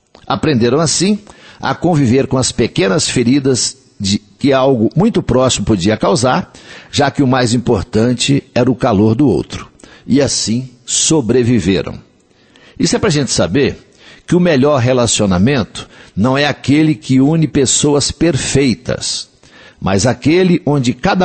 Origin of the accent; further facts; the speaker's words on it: Coromandel, Minas Gerais, Brazil; Todo lugar que eu falo, eu sou de Coromandel